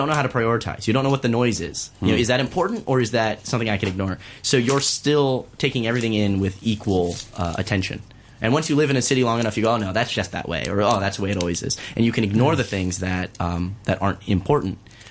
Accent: Miami, Florida, United States; And growing up in Miami, that's not the world I lived in. You know, honestly, as a local to Miami, Miami Beach is inconvenient.

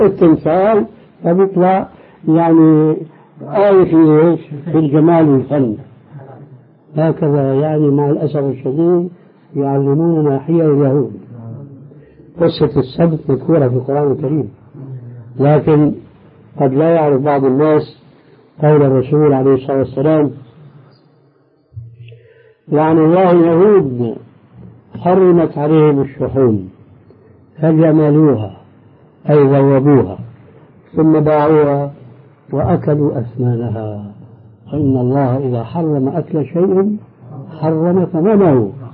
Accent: Damascus, Damascus Governorate, Syria; وبعض المشايخ عندنا في دمشق الشام

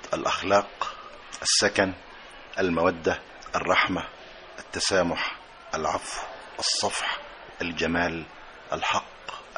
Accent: Shubra Haris, Qalyubia, Egypt; وإلى أهل قريتي شبرا هارس مركز سوق محافظة القليوبية،

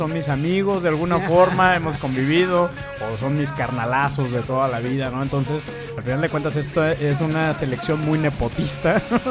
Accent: Guadalajara, Jalisco, Mexico; como yo soy tapatío, el tapatío es el gentilicio de la gente de Guadalajara, México

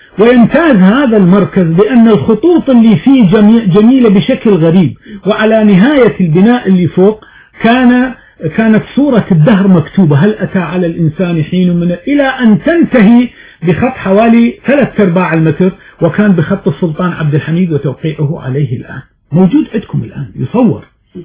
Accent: Morocco; عندنا في المغرب يقرؤون المقامات والموشحات الدينية

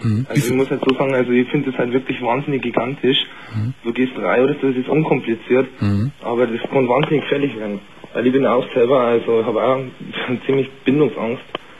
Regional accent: Bavaria, Germany; Ich bin aus Bayern oder so. Bayern ist wahnsinnig spitzig.

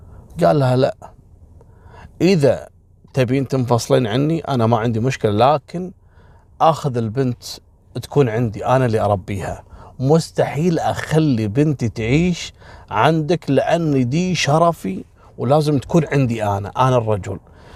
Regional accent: Kuwait; هذا الغزو دمر الدنيا عندنا في الكويت في ملفات القضايا

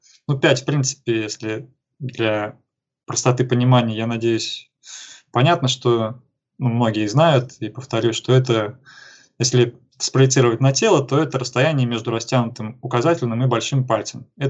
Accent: Tomsk, Tomsk Oblast, Russia; Я сам родом из Томска, так сказать, Беловодье сибирское.

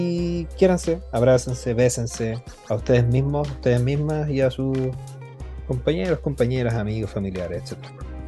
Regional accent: Chile; Colombia, como chilenos, probablemente tampoco entendamos pico de lo que están hablando.

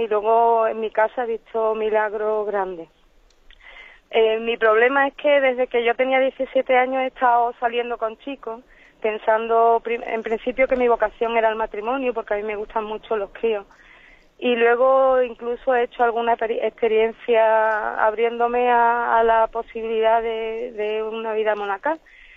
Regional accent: Seville, Andalusia, Spain; Estoy un poco nerviosa, soy de Sevilla.

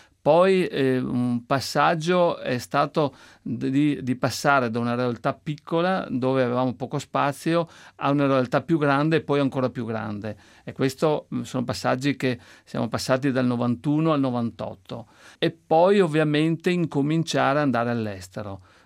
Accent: Veneto, Italy; noi siamo veneti

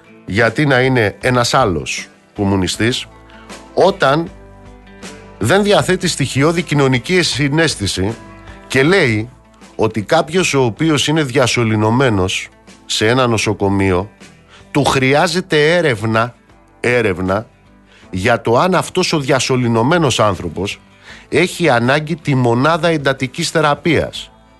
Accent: Amaliada, Western Greece, Greece; στην πατρίδα μου κάτω στην Αμαλιάδα

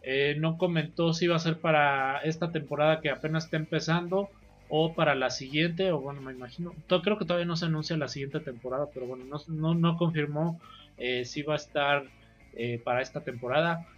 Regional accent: Mexico; para nosotros como mexicanos

